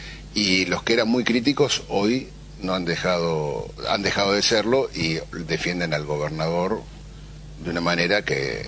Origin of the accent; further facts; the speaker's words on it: Moreno, Buenos Aires Province, Argentina; born there; Yo vivo y nací y vivo en Moreno, doy clases en Moreno, hago deporte en Moreno